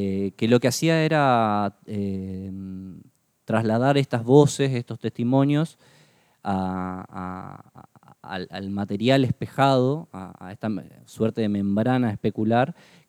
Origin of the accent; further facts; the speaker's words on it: Posadas, Misiones, Argentina; moved away as an adult; now in Buenos Aires, Argentina; Yo nací en la ciudad de Posadas y aproximadamente a los 18 años migré justamente a la ciudad de Buenos Aires, que me vine a estudiar la carrera de imagen y sonido.